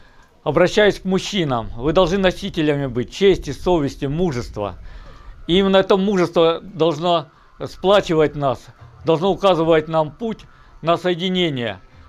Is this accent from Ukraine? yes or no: yes; Ukraine; moved away as an adult; Я сам родом из Украины, прожил там 25 лет.